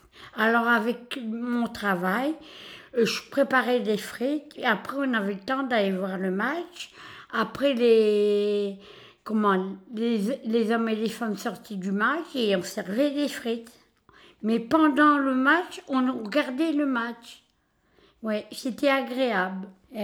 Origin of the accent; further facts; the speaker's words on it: Hauts-de-France, France; Comme on est du Nord-Pas-de-Calais, le plus grand jeu dans le Nord-Pas-de-Calais, c'est le foot.